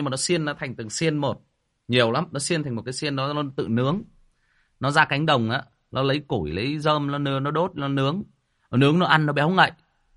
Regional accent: Hưng Yên, Vietnam; Ở quê tôi Hưng Yên nó cũng có, nhưng mà nó ít, nó không phổ biến.

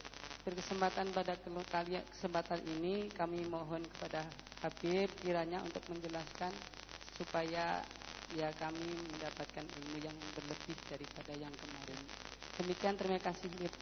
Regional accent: Mojolaban, Central Java, Indonesia; asal dari Mojolaban, Beb.

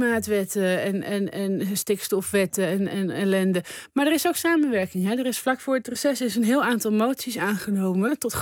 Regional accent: Amsterdam, North Holland, Netherlands; ik kom uit Amsterdam

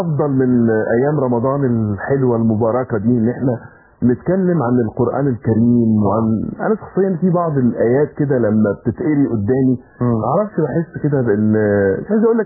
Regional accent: Egypt; اعتبار ان احنا كمصريين عندنا حته كل سنه طيب دي

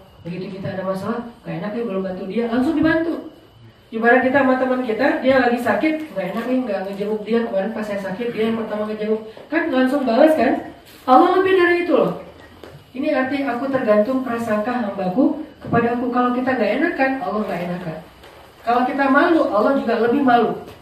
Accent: Aceh, Indonesia; ketika terjadi tsunami di kampung saya di Aceh

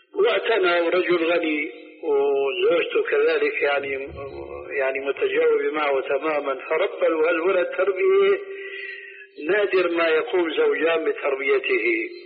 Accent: Syria; هيك كما يقولون عندنا في سوريا

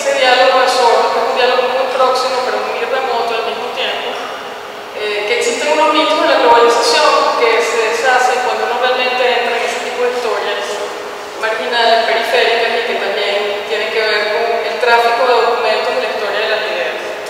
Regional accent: Venezuela; donde nunca había estado como venezolana

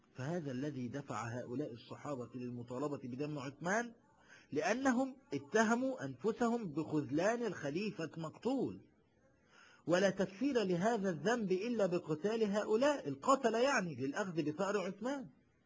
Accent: Egypt; شوف انا من مصر مش خايف على مصر

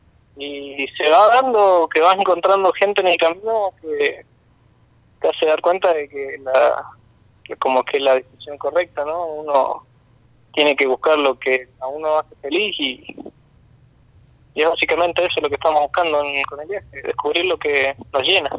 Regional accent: San Martín, Mendoza, Argentina; Nosotros somos de Mendoza, de San Martín, de Rivadavia. San Martín y Rivadavia.

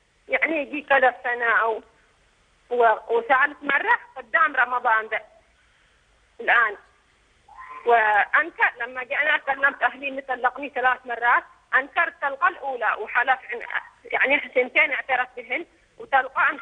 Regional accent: Yemen; وراح عند شيخنا عندنا باليمن

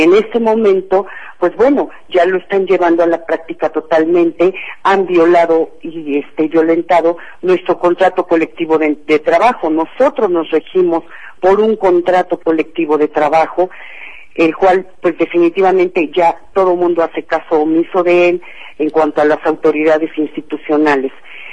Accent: Mexico; Yo creo que es nuestra obligación como mexicanos no anular nuestro voto.

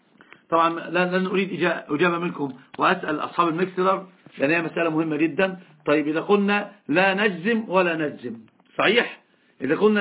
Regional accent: Egypt; أنا أتكلم اللغة العربية كثيرا، حتى الإخوة ممكن ما يعرفون من أين أنا. أنا من مصر. قلت له أنا من مصر.

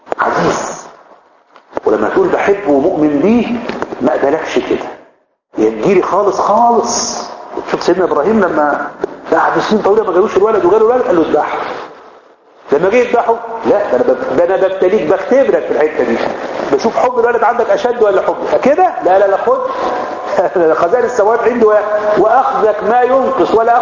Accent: Egypt; احنا مصريين

